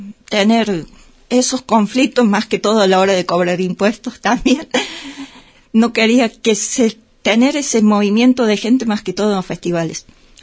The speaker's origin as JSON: {"language": "Spanish", "region": "Córdoba", "country": "Argentina", "said": "Yo que vengo de Córdoba, pasa lo mismo en Carlos Paz"}